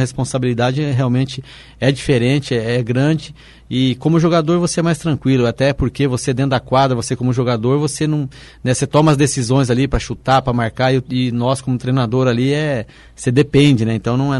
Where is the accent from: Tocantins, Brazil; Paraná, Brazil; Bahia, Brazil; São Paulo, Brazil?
Paraná, Brazil; Foz do Iguaçu; Ainda hoje tenho os parentes meus que moram na cidade de Foz do Iguaçu, então eu tenho uma ligação muito grande à cidade, né, onde eu fui criado